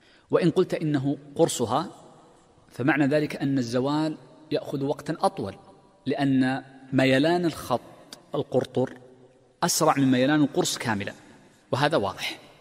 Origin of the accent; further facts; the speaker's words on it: Mecca, Makkah Province, Saudi Arabia; وغالبا عندنا في مكة وفي الحجاز وفي المملكة كلها